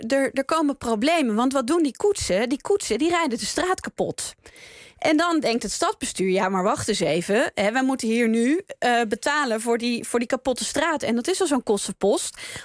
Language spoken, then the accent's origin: Dutch; Utrecht, Netherlands; Ik kom uit Utrecht en ik heb daar ook gestudeerd.